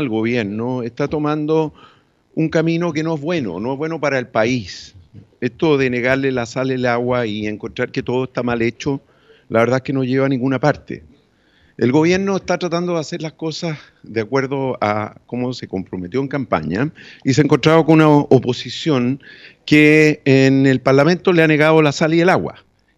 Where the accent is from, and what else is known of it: Chile